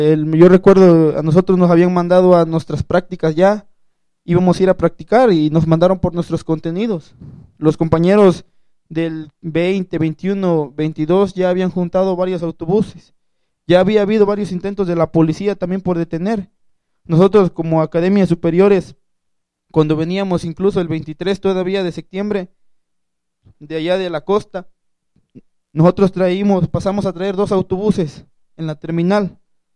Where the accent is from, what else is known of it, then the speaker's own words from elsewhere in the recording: Tixla, Guerrero, Mexico; Y como la normal está en Tixla, yo soy de Tixla de Guerrero